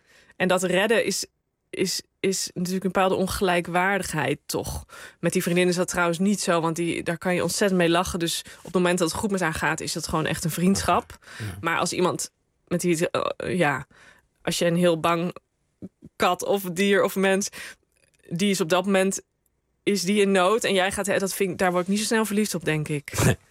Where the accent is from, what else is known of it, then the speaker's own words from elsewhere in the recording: Rosmalen, North Brabant, Netherlands; Ik ben opgegroeid in Rosmalen en dat kwam op een gegeven moment bij gemeente Den Bosch.